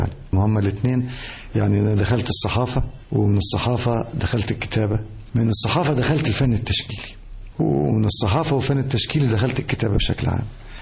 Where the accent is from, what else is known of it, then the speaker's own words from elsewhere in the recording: Manfalut, Asyut Governorate, Egypt; أنا اتولدت هناك، اتولدت في منفلوط في محافظة أسيوط. قبل ما أخش المدرسة، قبل ما أوصل لسن المدرسة